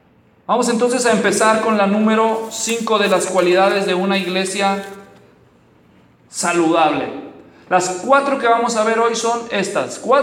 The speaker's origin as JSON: {"language": "Spanish", "town": "Guadalajara", "region": "Jalisco", "country": "Mexico", "tie": "born or raised there", "said": "Yo crecí en Guadalajara y en el centro de la ciudad"}